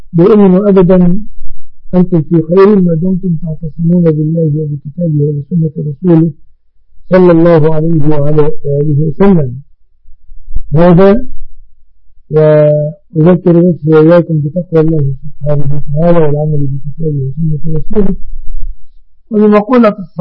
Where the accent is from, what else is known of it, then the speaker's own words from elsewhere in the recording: Egypt; يسمونها عندنا في مصر سلفتها، سلفتها. هذا يعني الاصطلاح في مصر